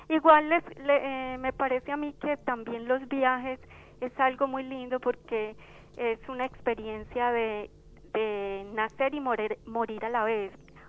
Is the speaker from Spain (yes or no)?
no; Betania, Antioquia, Colombia; now in La Reja, Argentina; Yo soy de Betania, Antioquia, o sea, Colombia.